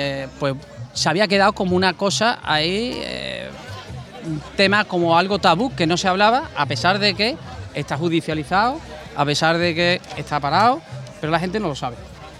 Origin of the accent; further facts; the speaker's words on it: Huelva, Andalusia, Spain; vengo de Huelva, de la zona de Huelva y demás